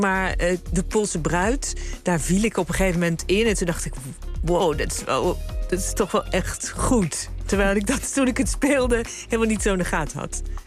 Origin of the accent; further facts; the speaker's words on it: North Brabant, Netherlands; now in Zaanstad, Netherlands; Ik ben een Brabander als ze mij als Brabander willen... en een Zaanstad als ze mij als Zaanstad...